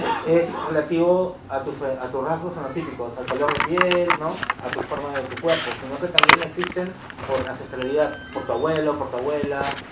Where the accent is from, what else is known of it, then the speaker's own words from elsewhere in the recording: Peru; De Brasil no, pero soy de Perú.